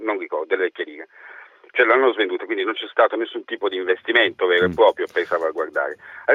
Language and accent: Italian; Taranto, Apulia, Italy; now in Lucca, Italy; chiamo da Lucca, da sono tarantino, no. Però vivo da 20 anni a Lucca. No, sono tarantino